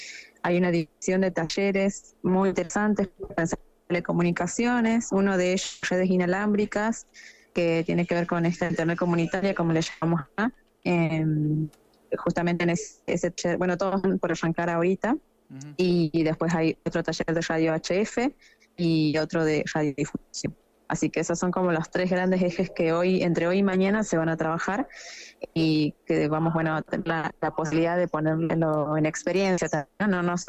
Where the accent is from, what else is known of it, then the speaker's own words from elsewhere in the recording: Salta, Argentina; ya que somos varios de Salta